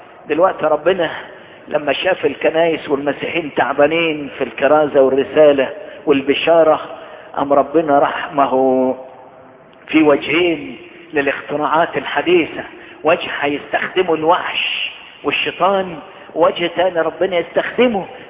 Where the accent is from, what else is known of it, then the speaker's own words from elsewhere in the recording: Egypt; يضيء لكل بلادنا مصر